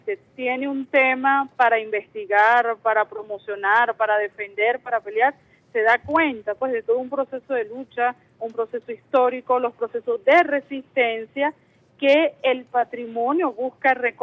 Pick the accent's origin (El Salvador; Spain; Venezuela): Venezuela; también somos venezolanos y venezolanas, pues que somos parte de ese gran ejército defensor, pues, del patrimonio cultural venezolano.